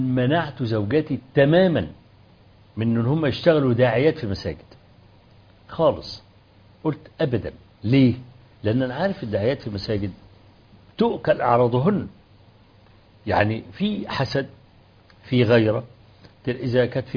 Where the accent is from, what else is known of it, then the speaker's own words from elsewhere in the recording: Kafr El Sheikh, Kafr El Sheikh Governorate, Egypt; أول ما جيت في بلدي كفر الشيخ